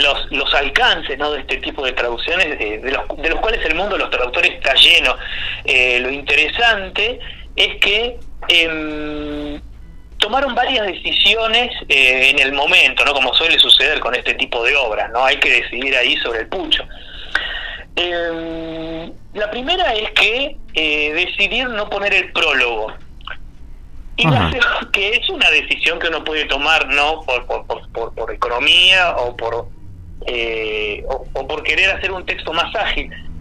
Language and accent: Spanish; Córdoba, Argentina; accent: Cordoban; Claro, el acento, si yo hablo con el acento, lo que sería como un acento cordobés